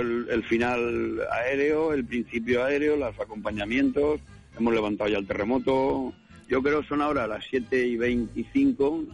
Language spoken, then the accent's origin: Spanish; Alicante, Valencian Community, Spain; Somos de Alicante Capital